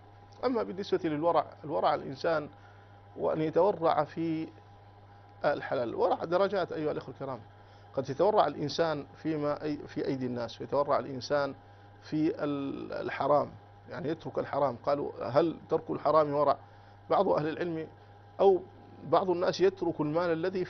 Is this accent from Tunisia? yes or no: no; Sudan; يعني يستلمه عندنا في السودان